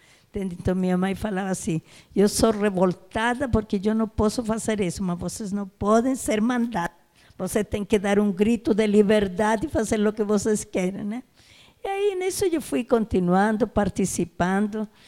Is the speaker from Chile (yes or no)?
yes; Chile; Portuguese is a second language; now in Brazil; eu sou brasileira, sou chilena, né? Cheguei aqui no ano de 1960, né? E eu vim com outras colegas, né, em busca de coisas melhores que não tínhamos no nosso país, né?